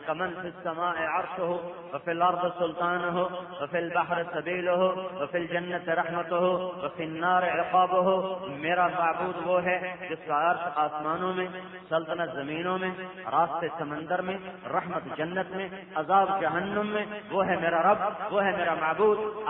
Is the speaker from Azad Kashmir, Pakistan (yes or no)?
no; Multan, Punjab, Pakistan; چلو یہ تو بستی ہے، ضلع ملتان، میرا ضلع ملتان